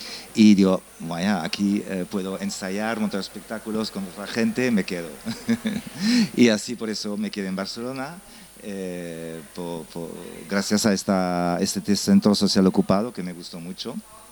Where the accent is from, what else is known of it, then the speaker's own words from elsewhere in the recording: Brussels, Brussels-Capital Region, Belgium; first language French; Spanish is a second language; soy belga francófona y nacido y crecido en Bruselas, y por eso lo siento si a veces no encuentro las palabras.